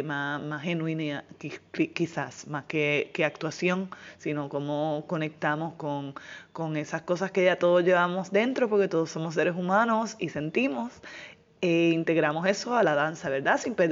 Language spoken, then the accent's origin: Spanish; Puerto Rico; eso es algo que yo lo he visto desarrollándose en mi país en los últimos años